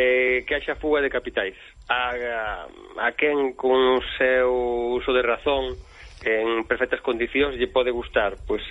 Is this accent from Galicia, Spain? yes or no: no; Catalonia, Spain; anem para feina, como dimos cataláns.